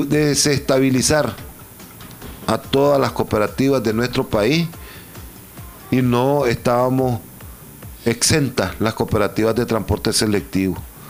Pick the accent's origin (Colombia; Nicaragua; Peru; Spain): Nicaragua; siempre nosotros como nicaragüenses, como organizaciones, como miembros de esta organización, tratamos de salir adelante